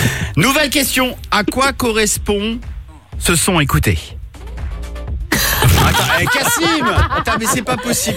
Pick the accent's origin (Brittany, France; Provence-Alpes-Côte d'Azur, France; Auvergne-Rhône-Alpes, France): Brittany, France; Ah, moi je suis breton, j'adore ça.